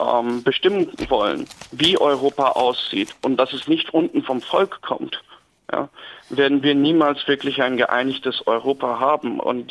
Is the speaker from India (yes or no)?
yes; India; German is a second language; now in Erfurt, Germany; ich studiere hier in Erfurt, ich komme eigentlich aus Indien und sehe die Sache ein bisschen anders als viele anderen.